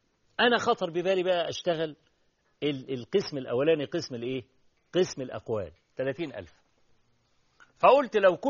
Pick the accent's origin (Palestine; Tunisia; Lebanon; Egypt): Egypt; عندنا في مصر